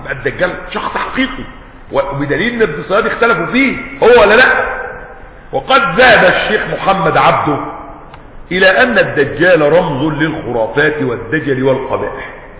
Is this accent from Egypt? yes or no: yes; Egypt; مش بيقولوا كده عندنا في مصر محدث نعمة؟